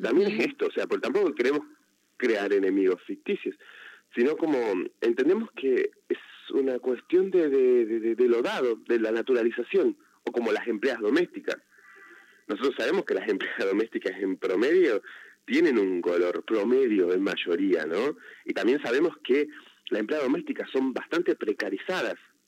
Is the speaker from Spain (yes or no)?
no; Salta, Argentina; yo soy de Salta, en particularmente.